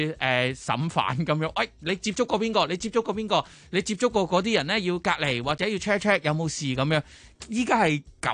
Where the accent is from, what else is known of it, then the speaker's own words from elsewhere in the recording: Hong Kong; 咁啊即係我哋作為香港人梗係覺得匪夷所思啦。